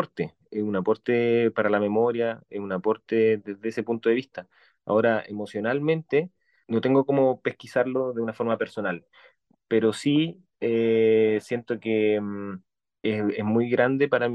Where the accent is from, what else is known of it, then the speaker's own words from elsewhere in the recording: Chile; Esta historia de nuestra historia reciente como chilenos